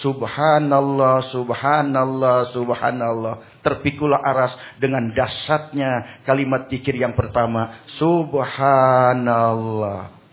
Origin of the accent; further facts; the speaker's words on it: Pandeglang, Banten, Indonesia; Ya, saya juga dari Pandeglang, dari Kulon, berarti satu guru satu ilmu, jangan ganggu.